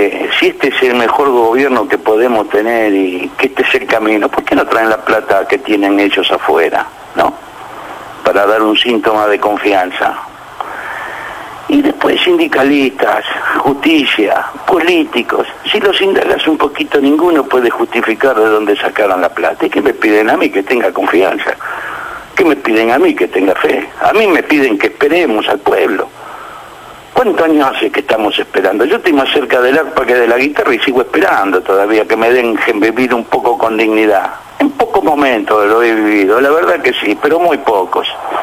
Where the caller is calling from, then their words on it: Buenos Aires, Argentina; de la Boca.